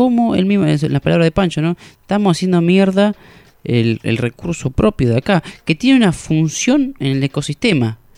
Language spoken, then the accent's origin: Spanish; Casares, Buenos Aires Province, Argentina; en Casares, por ejemplo, de donde yo vengo, del oeste, la provincia de Buenos Aires